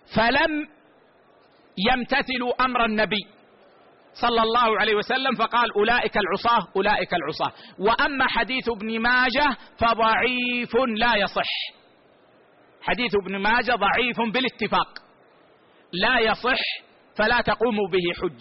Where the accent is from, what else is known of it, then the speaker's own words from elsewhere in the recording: Saudi Arabia; والله عندنا في السعودية مشددين، ممنوع شرب الخمر